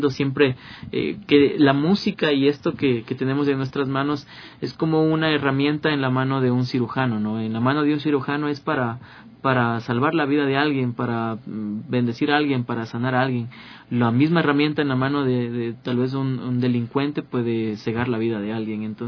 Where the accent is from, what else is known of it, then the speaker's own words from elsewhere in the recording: Ecuador; luchamos porque se nos reconozcan nuestros derechos como músicos, como artistas ecuatorianos